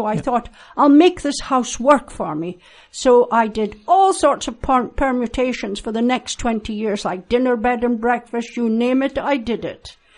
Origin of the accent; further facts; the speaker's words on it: Aberdeen, Scotland, United Kingdom; accent: Doric; No, I was born and educated in Aberdeen.